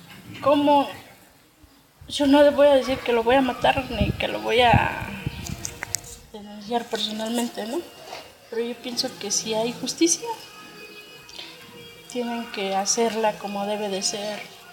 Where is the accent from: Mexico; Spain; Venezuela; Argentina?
Mexico; lo tiene de nosotros como mexicanos